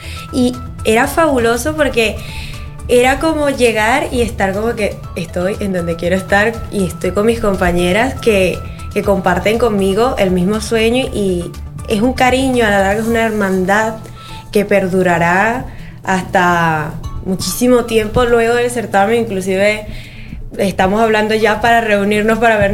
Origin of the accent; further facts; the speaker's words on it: Venezuela; now in Spain; Sí. Yo soy de Venezuela, sí. Venezolana.